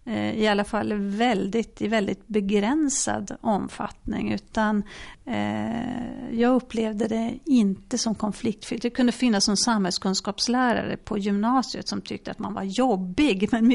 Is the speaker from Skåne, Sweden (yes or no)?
no; Luleå, Norrbotten County, Sweden; Så att hela min ungdom fram till dess jag flyttade från Luleå, men också efteråt, handlade om att varje fredag eftermiddag, varje lördag stå utanför systemet och sälja tidning